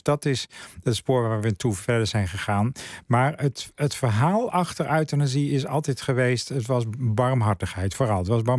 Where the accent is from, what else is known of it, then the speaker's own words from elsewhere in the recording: Netherlands; wij leven als Nederlanders anno 2021